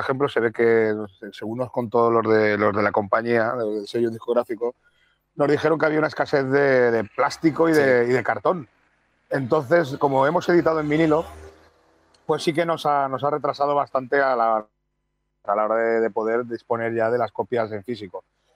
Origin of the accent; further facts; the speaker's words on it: Valencia, Valencian Community, Spain; venimos de Valencia, que es una ciudad que tampoco es que sea muy propicia a la música que hacemos nosotros. Que no se enfade ningún paisano mío